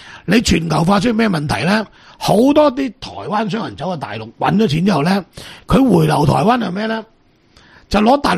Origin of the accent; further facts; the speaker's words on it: Guangdong, China; 第一个上海人，第二个福建人，第三个我哋广东人。